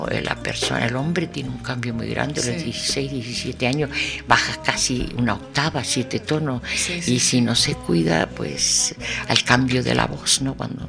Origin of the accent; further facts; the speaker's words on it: Canary Islands, Spain; ella del Sahara y yo de mi tierra, de mis islas